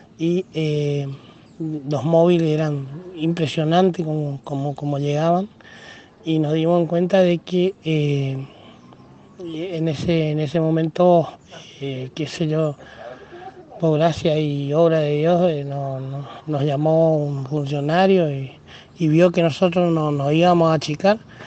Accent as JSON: {"language": "Spanish", "town": "Oberá", "region": "Misiones", "country": "Argentina", "said": "De acá de mi pueblo, de Oberá Misiones, queda 120 kilómetros a la capital de Posada."}